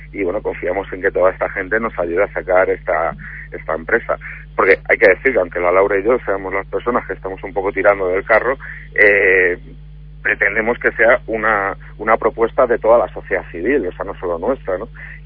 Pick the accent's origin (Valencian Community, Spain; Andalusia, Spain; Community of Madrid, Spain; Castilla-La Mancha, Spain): Community of Madrid, Spain; Madrid; piensa que yo soy de Madrid, en Madrid no tenemos mar, por lo tanto nuestra familiaridad con el mundo marítimo pues es nula